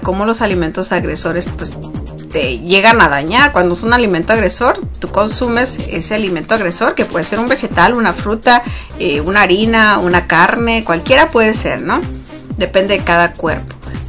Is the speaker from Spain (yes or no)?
no; Mexico; sobre todo los que somos mexicanos, que seguimos consumiendo